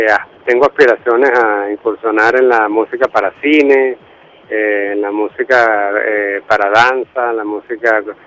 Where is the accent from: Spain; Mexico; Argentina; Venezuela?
Venezuela; Maracay, Aragua; yo vengo de Maracay y yo estaba en Valencia haciendo una carrera de licenciado en computación